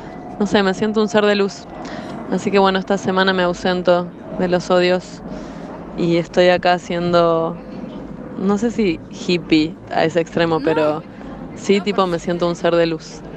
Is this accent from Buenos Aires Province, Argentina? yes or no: yes; Hurlingham, Buenos Aires Province, Argentina; de Hurlingham. Estoy en Brasil, en Sao Paulo.